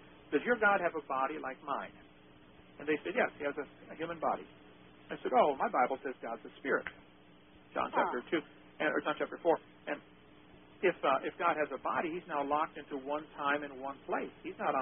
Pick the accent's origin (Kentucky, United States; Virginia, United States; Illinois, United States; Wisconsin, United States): Illinois, United States; I was born and raised in Illinois. We almost moved to Ohio as a kid.